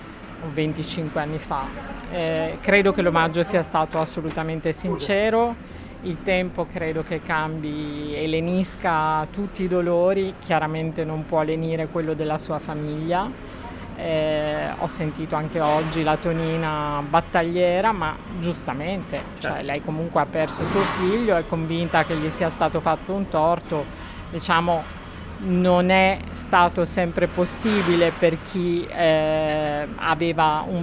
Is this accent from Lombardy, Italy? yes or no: no; Villanova di Bagnacavallo, Emilia-Romagna, Italy; Villanova di Bagnacavallo, che è esattamente il mio paese, quindi per me non c'è problema.